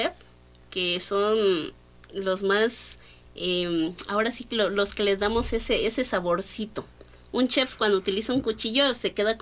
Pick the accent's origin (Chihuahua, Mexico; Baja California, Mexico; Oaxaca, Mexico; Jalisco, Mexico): Oaxaca, Mexico; Ocotlán; Soy orgullosamente ocoteca, orgullosamente oaxaqueña, pero sobre todo soy orgullosamente mexicana.